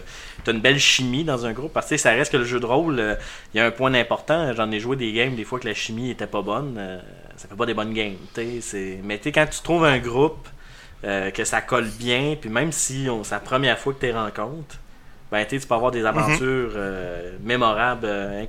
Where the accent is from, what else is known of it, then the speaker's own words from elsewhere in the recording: Lévis, Quebec, Canada; moi, je viens de Lévis, puis à Lévis, il n'est pas connu.